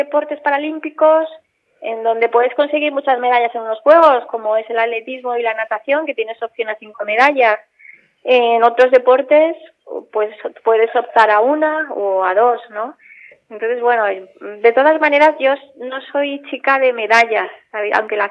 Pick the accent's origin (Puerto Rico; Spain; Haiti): Spain; Barcelona, por ser las primeras, por ser en mi país